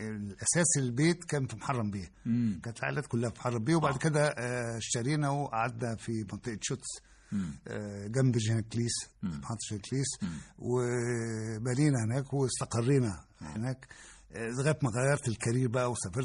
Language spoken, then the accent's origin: Arabic; Alexandria, Alexandria Governorate, Egypt; also born or lived in Sahel Selim, Asyut; الإسكندرية كنشأة، إنما أنا أساسا من أسيوط، ساحل سليم.